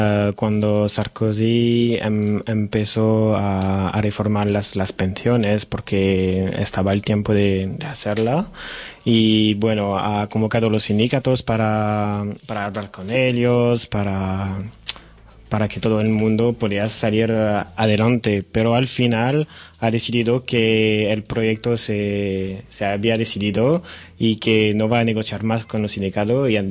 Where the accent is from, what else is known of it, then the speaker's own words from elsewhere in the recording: Lyon, Auvergne-Rhône-Alpes, France; Spanish is a second language; now in Barcelona, Spain; soy estudiante de traducción e interpretación a la Pompeu Fabra en Barcelona, y soy de Lyon.